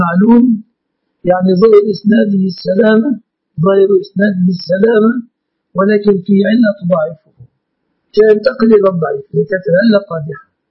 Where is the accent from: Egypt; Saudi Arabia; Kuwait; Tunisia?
Egypt; وفي كتاب صدر عندنا في مصر لخصيرنا اسمه الشيخ إسلام أبو عشرة